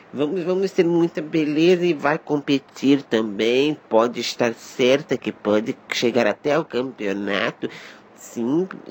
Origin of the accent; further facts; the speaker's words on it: Rio de Janeiro, Brazil; porque eu nasci em Madureira, cresci em Madureira, Portela